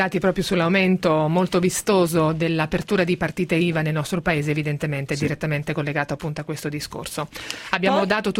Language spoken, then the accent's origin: Italian; Marche, Italy; io sono marchigiana